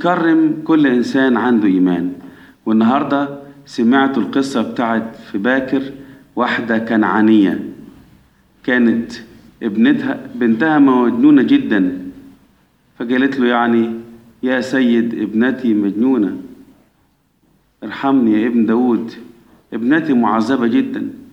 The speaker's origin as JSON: {"language": "Arabic", "country": "Egypt", "said": "احنا كمصريين أولاد مين من أحفاد نوح؟ أولاد مصرايم."}